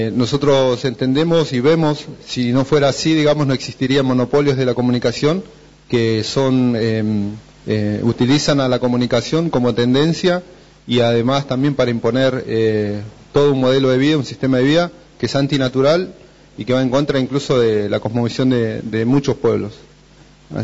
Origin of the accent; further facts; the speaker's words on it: Bariloche, Río Negro, Argentina; vengo de Bariloche